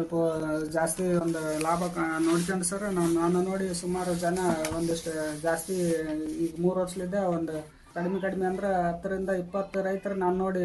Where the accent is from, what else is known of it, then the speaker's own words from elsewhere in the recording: Chilakamukhi, Karnataka, India; ಕೊಪ್ಪಳದಿಂದ 22 kilometre ಆಗುತ್ತೆ sir.